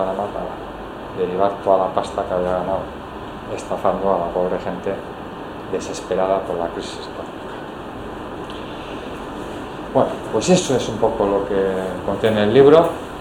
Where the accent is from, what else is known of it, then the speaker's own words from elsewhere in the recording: Bakio, Basque Country, Spain; Yo soy de Baquio.